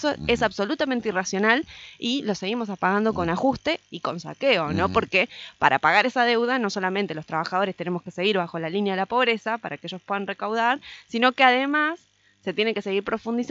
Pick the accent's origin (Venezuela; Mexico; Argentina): Argentina; Paraná, Entre Ríos; O sea, nosotros que somos de Paraná